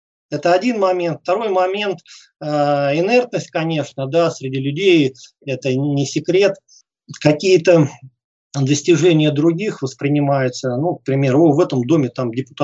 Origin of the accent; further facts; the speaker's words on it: Oryol, Oryol Oblast, Russia; я был единственным уроженцем города Орла.